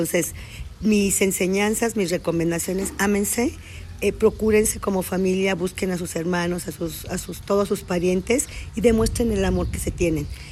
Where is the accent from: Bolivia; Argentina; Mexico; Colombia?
Mexico; Somos una familia con muchos valores, con muchas enseñanzas, con una gran identidad como mexicanos, con mucha fuerza, con mucho amor.